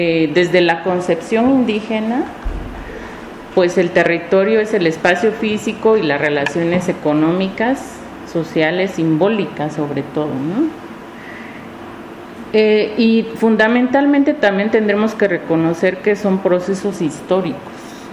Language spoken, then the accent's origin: Spanish; Oaxaca, Mexico; Yo nací en el Valle de Oaxaca, crecí al lado de un río que en su época fue muy hermoso, el río Atoyac